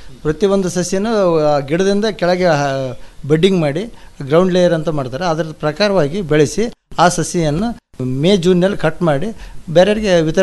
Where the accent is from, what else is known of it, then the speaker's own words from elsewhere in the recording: Anakanahalli, Karnataka, India; ನಮ್ಮದು ಅನಕನಹಳ್ಳಿ ಗ್ರಾಮ ರೀ